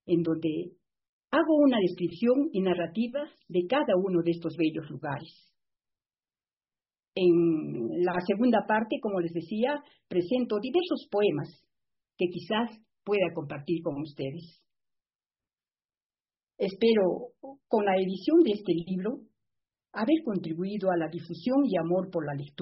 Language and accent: Spanish; Arequipa, Peru; quiero expresar una vez más el inmenso cariño a mi tierra arequipeña, que siempre será fuente de mi inspiración.